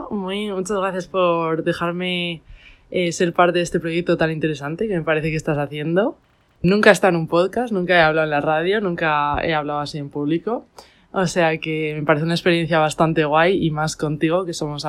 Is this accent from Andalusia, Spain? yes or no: no; Miranda de Ebro, Castile and León, Spain; tengo 24 años, soy enfermera y soy de Miranda de Ebro, de una ciudad al norte de España.